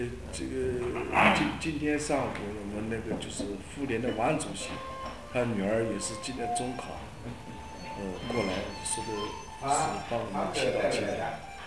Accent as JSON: {"language": "Chinese", "country": "China", "said": "就像我们中国人到庙里来烧香一样。"}